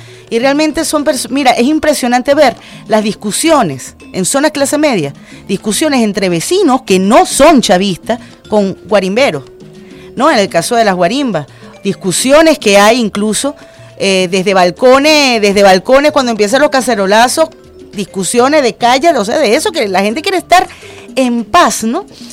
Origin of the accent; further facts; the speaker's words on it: Venezuela; aquí todos y todas somos venezolanos